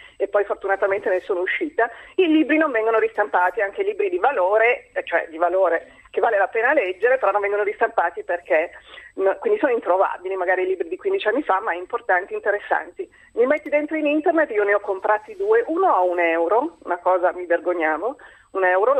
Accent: Milan, Lombardy, Italy; Neanche dalle librerie, perché io sono di Milano.

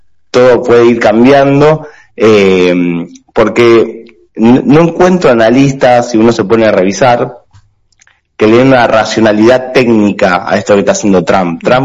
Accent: Argentina; Ahora, como argentinos, como ciudadanos de pie

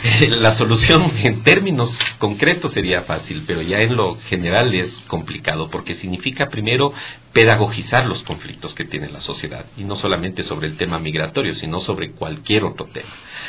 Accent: Ecuador; las cadenas noticiosas habituales que uno como ecuatoriano puede ver

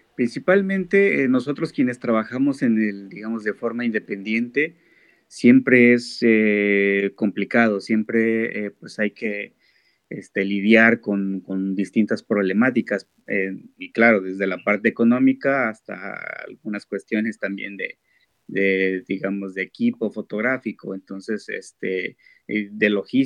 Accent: Guerrero, Mexico; yo vengo del estado de Guerrero, lo que es el sur, en el sur de México.

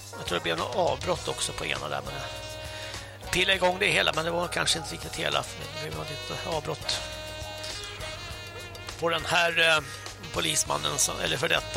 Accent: Stockholm, Stockholm County, Sweden; Nej, jag kommer från Stockholm och man ser ju knappt en människa.

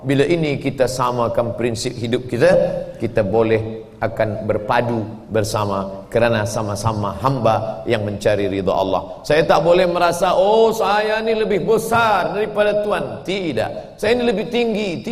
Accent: Sumatra, Indonesia; Saya datang jauh dari pulau Sumatera, ujung atas, pergi ke ujung atas lagi, pulau Kalimantan.

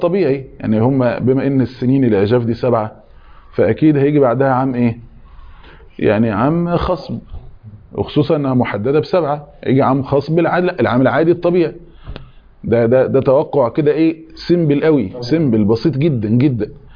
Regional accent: Egypt; مشتهر عندنا احنا مثلا كمصري تقول له حضرتك كذا ولو سمحت

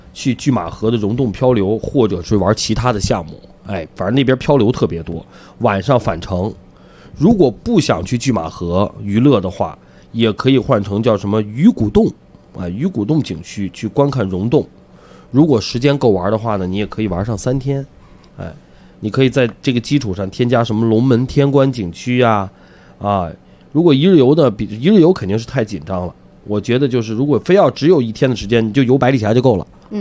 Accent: Zhangjiakou, Hebei, China; 其实我也是很小的时候，那会儿我们老家不是在张家口，那会儿说坐火车，坐着火车，那个时候张家口到北京只到一个站

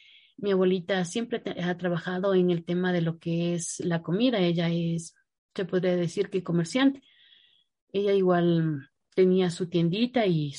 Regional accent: Cayambe, Pichincha, Ecuador; born there; Yo nací en el año de 1989, el 7 de agosto. El lugar donde yo nací es en Cayambe.

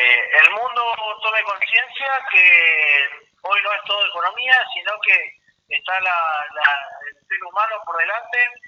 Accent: Argentina; países como Argentina, que siempre estuvimos acá en los últimos años dentro de países emergentes

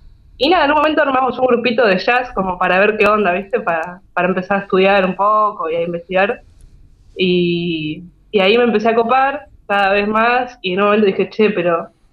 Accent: Buenos Aires, Argentina; also born or lived in Slovenia; Yo soy de Buenos Aires, sí, siempre viví en Boedo, ahora estoy en San Cristóbal, pero bueno, ahí, en el barrio.

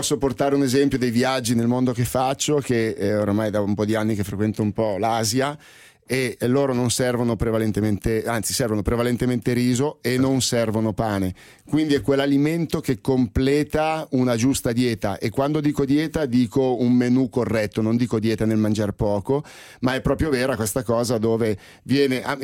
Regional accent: Milan, Lombardy, Italy; qua ti parlo da milanese

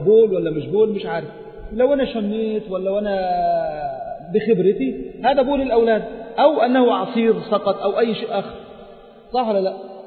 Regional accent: Egypt; عندنا في مصر نلبس بناطيل يعني

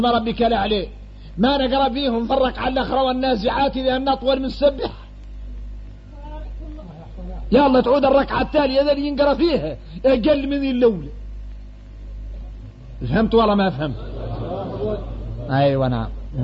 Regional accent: Mauritania; وإحنا موريتاني فاصلين في حد يطول

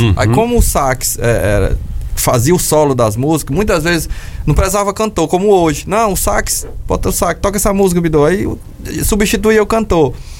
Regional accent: Maranhão, Brazil; Pra eu e o Bidô, a gente é maranhense.

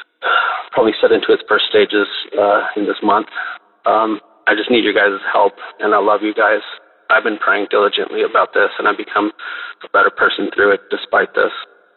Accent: California, United States; I'm from Central California. I'm 35 years old.

